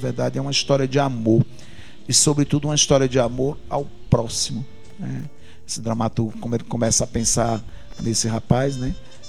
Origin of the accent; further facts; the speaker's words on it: Sertânia, Pernambuco, Brazil; Eu sou pernambucano igual ao dramaturgo, eu nasci em Sertânia igual ao dramaturgo, sou de uma família de 9 filhos igual ao dramaturgo.